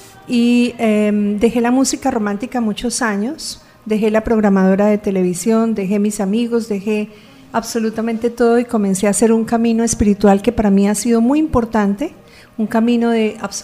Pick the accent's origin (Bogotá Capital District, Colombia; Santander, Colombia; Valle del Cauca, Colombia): Valle del Cauca, Colombia; Cali; en Cali, en mi tierra, y ya a los 18 años estaba cantando profesionalmente.